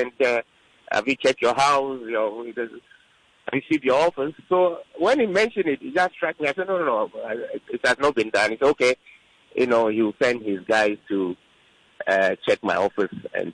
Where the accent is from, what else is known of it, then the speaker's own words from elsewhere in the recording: Ghana; as a Ghanaian, you know, the thinking that, you know, we voted into power, you have to give us a chance to do what is right.